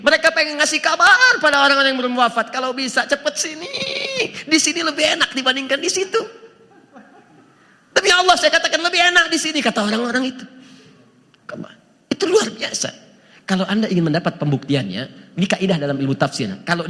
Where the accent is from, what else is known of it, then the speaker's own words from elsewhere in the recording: Antapani, West Java, Indonesia; Saya dari Antapani, bisa mengandung, melahirkan tanpa ada seorang ayah.